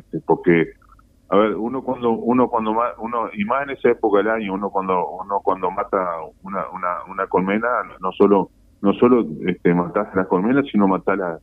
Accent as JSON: {"language": "Spanish", "country": "Uruguay", "said": "como ciudadano, como uruguayo, tenemos que tener en cuenta."}